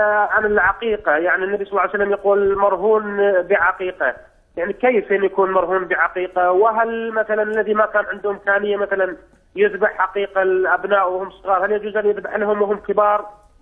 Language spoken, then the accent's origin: Arabic; Iraq; هذا الحديث على مسامع الناس عندنا في العراق